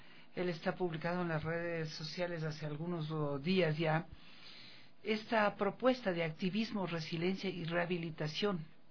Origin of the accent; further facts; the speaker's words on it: Ecuador; que signifique una propuesta para mejorar nuestro nivel de vida como ecuatorianos